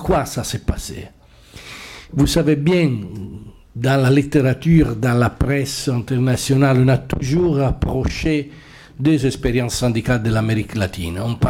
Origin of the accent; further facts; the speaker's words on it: Italy; French is a second language; Je viens d'Italie, je représente une des confédérations syndicales italiennes.